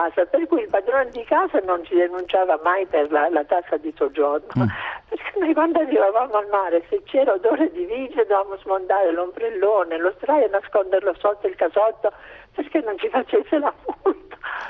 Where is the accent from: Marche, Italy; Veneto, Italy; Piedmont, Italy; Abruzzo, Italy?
Abruzzo, Italy; Sulmona; io sono di Sulmona, andavamo al mare a Pescara nel mese di agosto